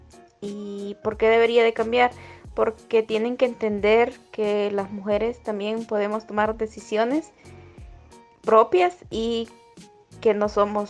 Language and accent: Spanish; Siguatepeque, Comayagua, Honduras; soy de Aguas del Padre, Siguatepeque, Comayagua.